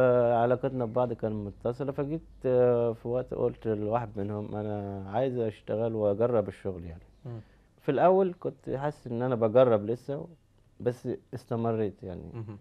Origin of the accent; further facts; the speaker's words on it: Cairo, Cairo Governorate, Egypt; born there; من مواليد القاهرة، بكالوريوس تجارة.